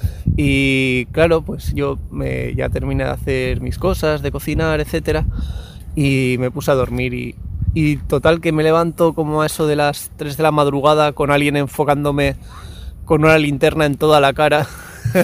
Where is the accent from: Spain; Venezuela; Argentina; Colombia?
Spain; Basque Country; también yo, como soy del País Vasco, he bebido mucha cultura punk.